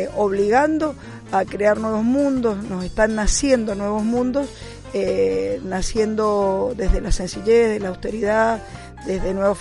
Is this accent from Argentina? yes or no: yes; Mendoza, Argentina; yo que vengo de Mendoza, en donde también estamos luchando contra la megaminería